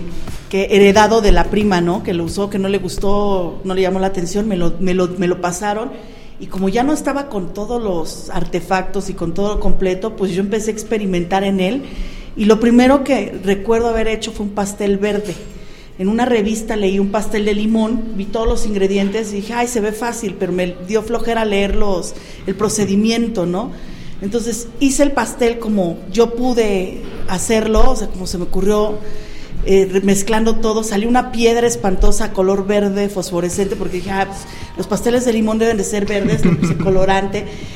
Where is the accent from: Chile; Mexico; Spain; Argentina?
Mexico; Mexico City; now in Pachuca, Mexico; yo soy originaria del Distrito Federal. Tenemos 10 años viviendo en la ciudad de Pachuca. Realmente nos mudamos a Pachuca porque mi esposo es originario de aquí del estado de Hidalgo.